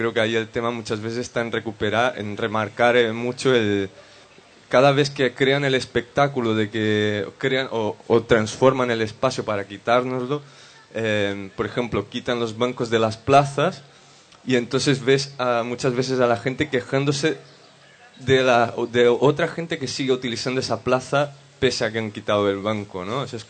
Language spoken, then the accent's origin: Spanish; São Paulo, Brazil; Spanish is a second language; Yo vengo de São Paulo, en Brasil, que es una ciudad que tiene una imagen súper mala